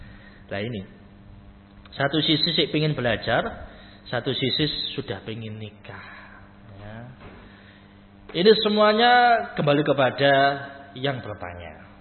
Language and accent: Indonesian; Java, Indonesia; Padahal itu bahasa Jawa, saya orang Jawa tapi enggak paham